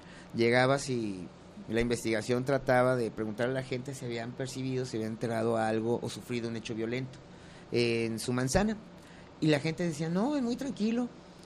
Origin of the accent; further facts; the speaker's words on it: Guadalajara, Jalisco, Mexico; also born or lived in Lagos de Moreno; Yo nací en Lagos de Moreno, pero... Realmente toda mi vida he radicado aquí en Guadalajara desde que tenía un año. Y pues crecí, por decirlo así, porque soy muy chaparro. Sí, en un barrio